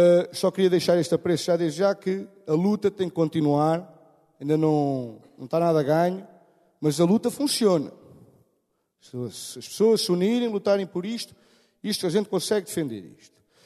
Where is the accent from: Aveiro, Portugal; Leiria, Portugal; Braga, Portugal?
Leiria, Portugal; Pombal; eu sou de Pombal e resido em Pombal. Nasci lá e continuo a residir lá atualmente.